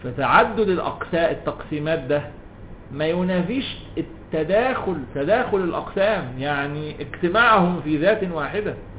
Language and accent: Arabic; Cairo, Cairo Governorate, Egypt; اسكندراني برضه جدي الله يرحمه لكن انا قاهري مولد ولد منشا